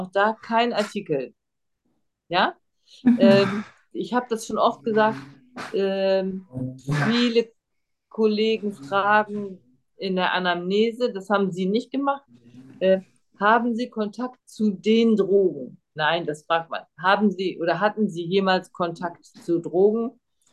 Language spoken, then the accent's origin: German; Germany; first language German; wir Deutschen machen das ja auch, wenn wir Deutsch sprechen, ja, obwohl es unsere Muttersprache ist.